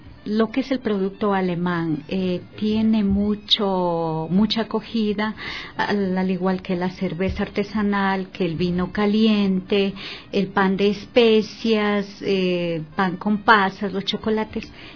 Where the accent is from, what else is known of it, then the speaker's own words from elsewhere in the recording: Ecuador; aquí estamos, o sea, somos ecuatorianos